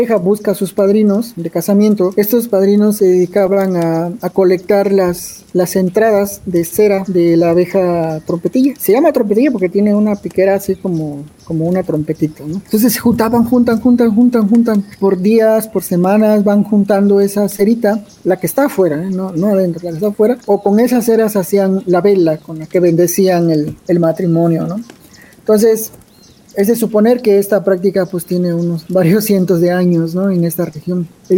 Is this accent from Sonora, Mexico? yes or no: no; Putla Villa de Guerrero, Oaxaca, Mexico; soy originario de Putla Villa de Guerrero, Oaxaca.